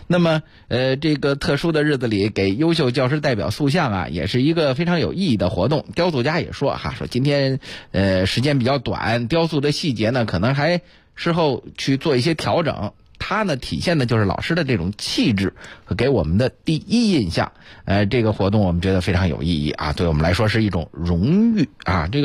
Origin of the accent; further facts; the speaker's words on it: Beijing, China; 它曾几何时呢，是咱们北京人这个必然要做的一件事